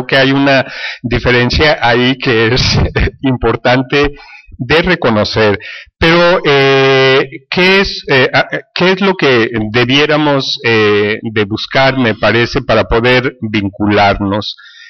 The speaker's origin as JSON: {"language": "Spanish", "country": "Mexico", "said": "en términos de mi experiencia como mexicano"}